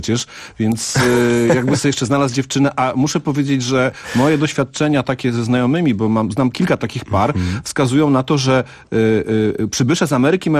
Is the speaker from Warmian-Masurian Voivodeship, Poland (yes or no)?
no; Piła, Greater Poland Voivodeship, Poland; moved away as an adult; Nie, wyprowadziłem się, wyjechałem na studia, więc to po prostu taka przymusowa emigracja z moich rodzinnych okolic Piły.